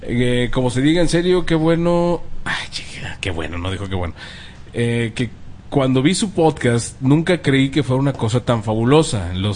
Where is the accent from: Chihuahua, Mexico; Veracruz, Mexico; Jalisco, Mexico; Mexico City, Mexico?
Mexico City, Mexico; Tlalpan; Les mando un gran saludo desde mi terruño, San Andrés, Totoltepec, Tlalpan, Distrito Federal, México.